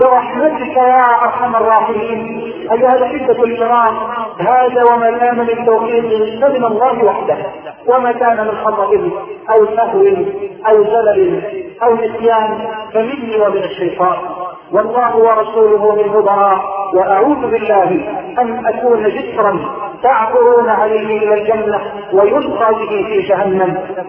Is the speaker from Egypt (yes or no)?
yes; Egypt; بلدنا مصر